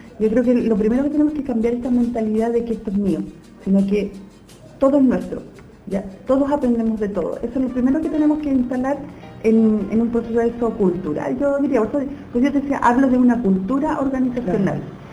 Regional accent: Puente Alto, Santiago Metropolitan Region, Chile; Quiero saludar a todos los puentealpinos, porque es mi tierra, es mi pueblo

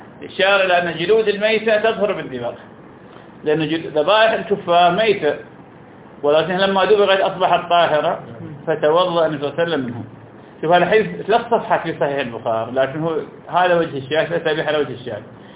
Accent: Iraq; معروف عندنا في العراق مثل الفول السوداني

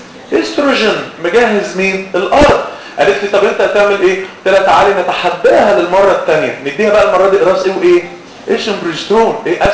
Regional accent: Egypt; قلت له يلا انا مصري يلا احنا الفهلاوي

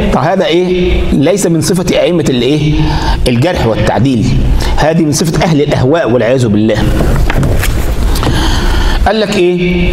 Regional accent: Egypt; يعني واحد مرة عندنا في مصر

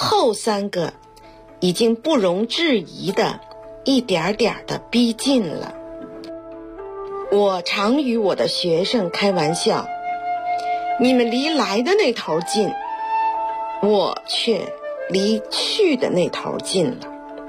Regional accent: Beijing, China; 我生在一个不大不小的宅门中，小时候就耳闻目睹了老北京婚丧嫁娶的繁文缛节的一系列的礼仪活动。

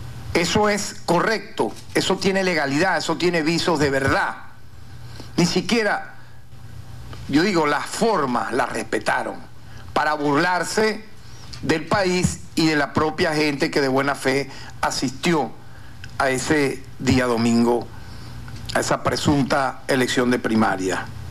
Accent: Venezuela; En tal sentido, nosotros como venezolanos, de cualquier, yo diría, tendencia política, ideológica, tenemos que recordar

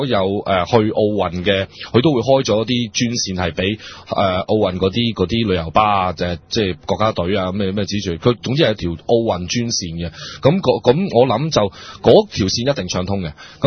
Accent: China; 咁所以就即係睇到其實我哋中國人呢，即係其實真係八幾年係冇變過

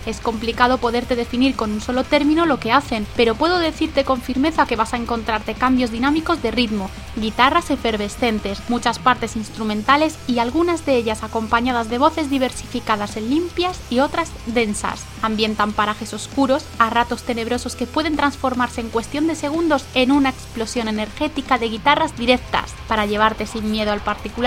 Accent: Laguna de Duero, Castile and León, Spain; Bajamos hasta la localidad de Laguna de Duero, en la provincia de Valladolid, mi ciudad natal y en la que sigo viviendo.

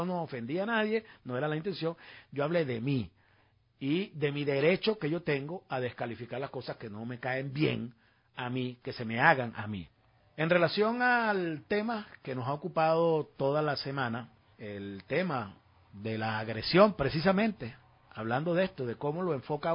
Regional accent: Venezuela; Somos venezolanos y tenemos que defender el principio de soberanía de nuestra patria

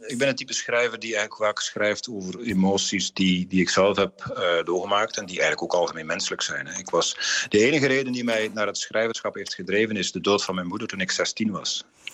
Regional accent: West Flanders, Belgium; moved away as an adult; now in Netherlands; Ik ben West-Vlaming van nature. Wij zijn dus redelijk uitbundig daar. Maar ik woon nu al 20 jaar in Zeeuws-Vlaanderen. En ik heb misschien een beetje van de Zeese nuchterheid overgenomen.

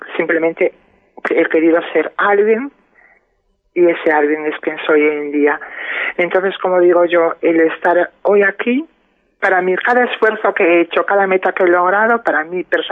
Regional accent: Padrón, Galicia, Spain; Yo he tenido que salir con 18 años, 19 años, me fui de Padrón. Me fui a Santiago, empecé a vivir mi vida sola

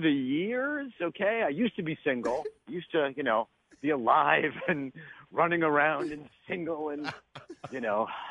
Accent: New York, United States; You know, I grew up in New York where I am right now

